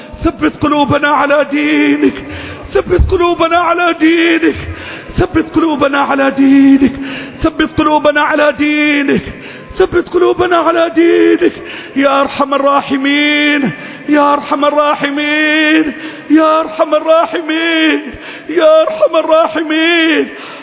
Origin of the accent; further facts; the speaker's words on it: Egypt; اللهم احفظ بلدنا مصر